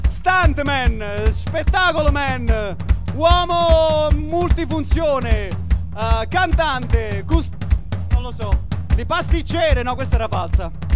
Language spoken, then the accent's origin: Italian; Arpino, Lazio, Italy; siamo onorati anche perché giochiamo in casa, siamo tutti di Arpino.